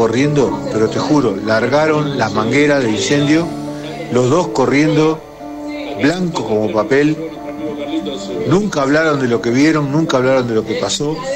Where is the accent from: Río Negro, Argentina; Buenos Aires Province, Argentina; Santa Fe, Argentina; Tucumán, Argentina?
Buenos Aires Province, Argentina; Tristán Suárez; de Tristan Suárez, de Quilmes de Corazón.